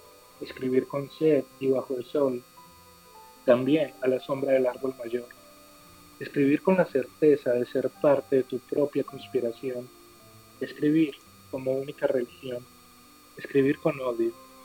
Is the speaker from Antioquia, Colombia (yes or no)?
yes; Medellín, Antioquia, Colombia; born there; Mira, yo nací en Medellín, desde aquí estamos conversando y aquí escribo a diario.